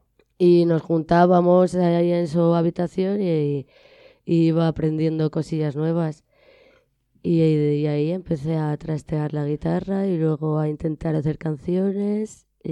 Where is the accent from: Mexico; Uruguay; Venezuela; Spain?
Spain; Alicante, Valencian Community; now in Madrid, Spain; Sí, soy de Alicante, nací allí. Y me vine a Madrid muy jovencita